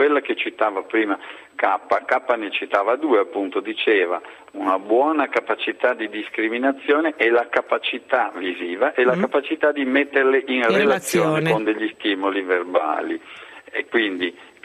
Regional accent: Veneto, Italy; io per esempio vengo dal Veneto, sono originario del Veneto, dove si parla e si parlava, soprattutto quando io ero bambino, moltissimo

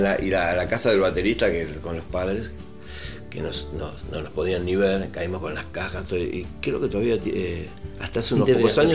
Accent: Buenos Aires, Argentina; Sí, Flores y Caballito.

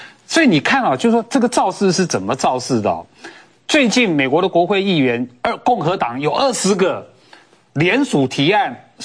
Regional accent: Taiwan; 中国没有权利决定任何外国人，包括我们台湾人能去哪里，不能去哪里

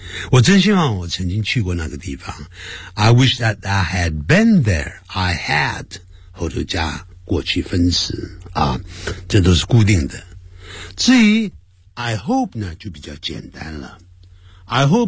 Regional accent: Nanning, Guangxi, China; 他这样讲话一看就知道呢是我们家乡人，就从哪个地方啊，从南宁来的。

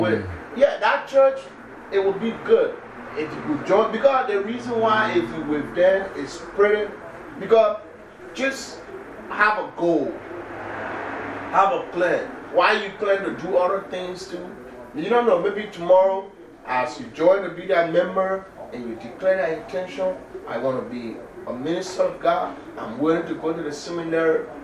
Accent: Nigeria; I know how to, because I was raised in Nigeria.

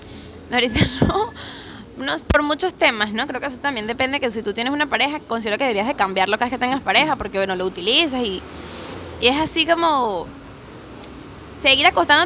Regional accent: Venezuela; es necesario que nosotros como venezolanos dejemos la mentalidad cerrada

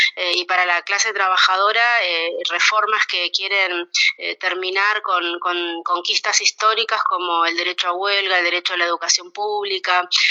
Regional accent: Plotier, Neuquén, Argentina; Yo soy de Plotier, que está a 15 kilómetros de Neuquén.

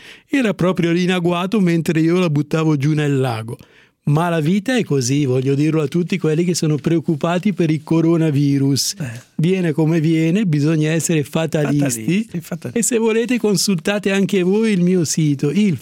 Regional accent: Como, Lombardy, Italy; Buongiorno, sono di Como e sono sì.

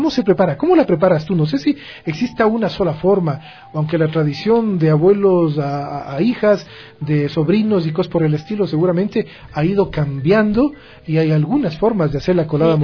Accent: Ecuador; o solo somos nosotros los ecuatorianos con esa?

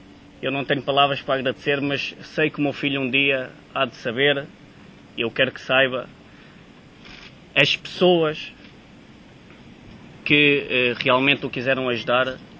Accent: Oliveira do Hospital, Coimbra, Portugal; desde a minha terra natal. Muito obrigado, Sr. Presidente, porque para mim é um grande orgulho de esta associação de começar a dar os primeiros passos aqui em Oliveira do Hospital

